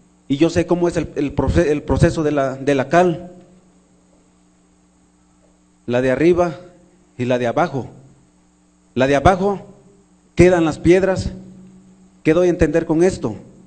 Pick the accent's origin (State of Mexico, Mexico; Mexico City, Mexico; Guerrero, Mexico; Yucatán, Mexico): Guerrero, Mexico; Tixtla; Yo soy de Tíxtla, Guerrero, y sé cuando un animal es quemado, se requiere de harto fuego.